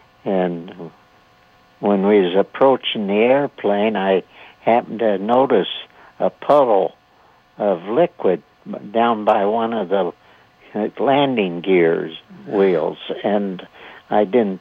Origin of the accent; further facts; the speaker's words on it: St. Joseph, Missouri, United States; also born or lived in Buchanan County, United States; And I grew up in Buchanan County, Missouri, and later on, 5 or 6 years old, my family moved to St. Joseph, Missouri, where I grew up as a young man.